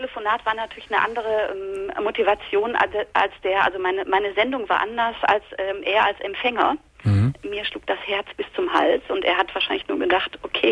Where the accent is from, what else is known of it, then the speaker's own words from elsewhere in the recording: North Rhine-Westphalia, Germany; Und ich komme aus dem Ruhrgebiet.